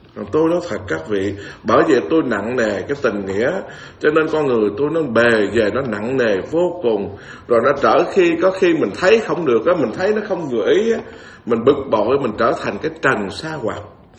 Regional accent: Bến Tre, Vietnam; Tôi là người miền Tây rặt mà, Bến Tre nữa đó.

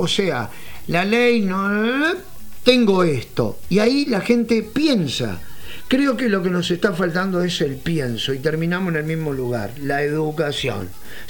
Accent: Montevideo, Uruguay; nosotros somos de Montevideo, hace pocos días cumplí 57, Andamos por todo el interior del país

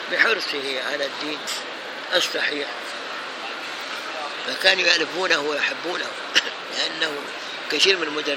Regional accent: Egypt; moved away; الشيخ الألباني كان بيجي عندنا في مصر وزارني في البيت.

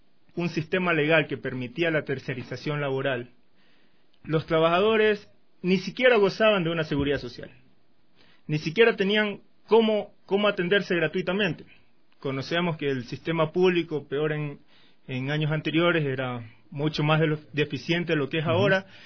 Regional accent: Manta, Manabí, Ecuador; yo vengo de la ciudad de Manta.

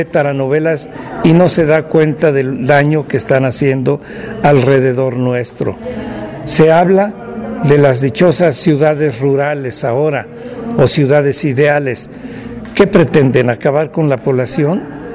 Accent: Tetela de Ocampo, Puebla, Mexico; servidor suyo. Vengo de Sierra Norte de Puebla, precisamente de Tetela de Ocampo.

